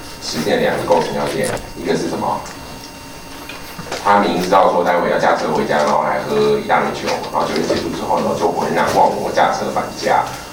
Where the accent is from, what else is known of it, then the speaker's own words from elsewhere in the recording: Taiwan; 不管我们台湾人的协议酒精浓度的承受能力是比德国人高还是低都不管